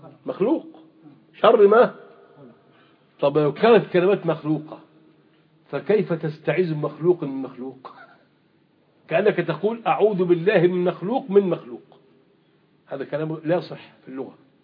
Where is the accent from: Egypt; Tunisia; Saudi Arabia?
Egypt; ماذا طبقت في الشريعة عندنا في مصر الآن سنتين؟